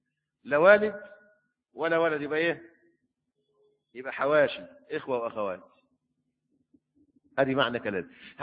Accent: Egypt; لكن القانون عندنا في مصر وقول الأئمة الأربعة

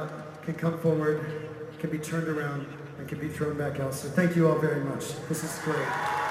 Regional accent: Georgia, United States; But we are originally from Georgia in the US, and it is very, very, very hot there also.

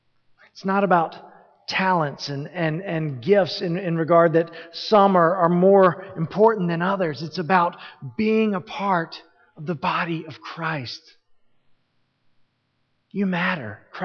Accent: Southern United States, United States; I'm from the South, it's the Bible Belt, and there are people down there who think that every time the door swings open, their bottoms need to be in the seats.

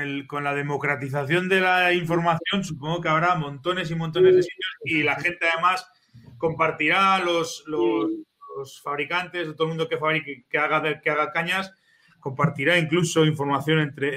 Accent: Zaragoza, Aragon, Spain; yo soy de Zaragoza, pero me voy siempre que puedo, me escapo para arriba.

